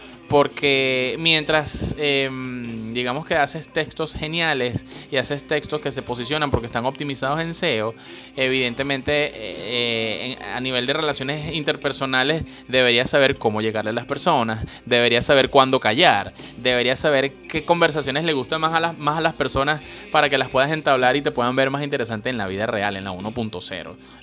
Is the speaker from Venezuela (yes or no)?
yes; Caracas, Capital District, Venezuela; accent: Caracas; me han dicho que es que soy demasiado venezolano. Tengo un acento, un mandibuleo demasiado caraqueño, demasiado venezolano.